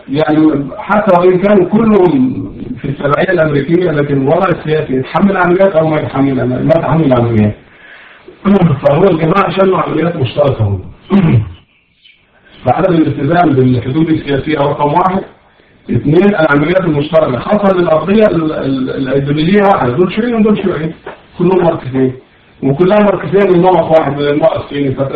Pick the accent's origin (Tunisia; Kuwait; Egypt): Egypt; لازم عندنا في مصر